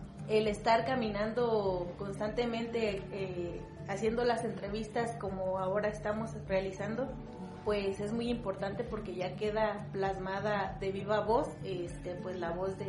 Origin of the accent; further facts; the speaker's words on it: Pátzcuaro, Michoacán, Mexico; soy de aquí de Pátzcuaro, Michoacán